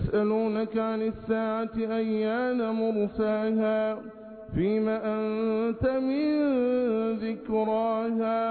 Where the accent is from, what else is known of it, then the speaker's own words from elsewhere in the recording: Egypt; اللهم احفظ بلادنا مصر بحفظك وارعها برعايتك وأمنها بأمانك